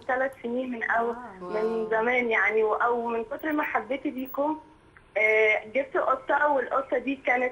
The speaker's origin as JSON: {"language": "Arabic", "country": "Egypt", "said": "إحنا عندنا في مصر في مسكن"}